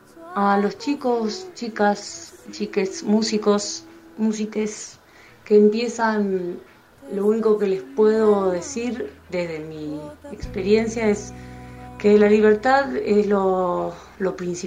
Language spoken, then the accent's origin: Spanish; San Carlos de Bariloche, Río Negro, Argentina; soy cantante de San Carlos de Bariloche